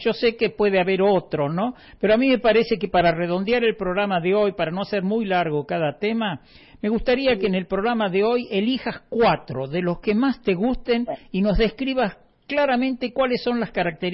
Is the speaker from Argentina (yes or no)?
yes; Lanús, Buenos Aires Province, Argentina; born there; La casa donde yo nací en Lanús, en Buenos Aires